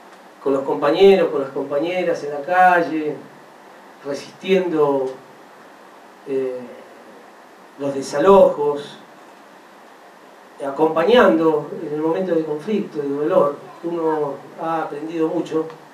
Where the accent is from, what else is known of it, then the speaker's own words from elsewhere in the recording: Rosario, Santa Fe, Argentina; como buen rosarino a veces siento lo mismo que … ¿no? Y sobre todas las cosas por ser de Central.